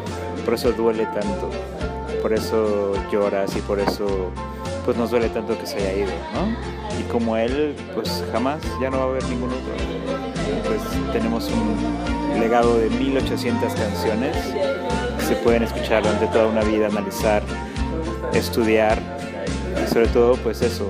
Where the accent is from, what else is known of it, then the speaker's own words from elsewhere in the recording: Mexico City, Mexico; De la Ciudad de México.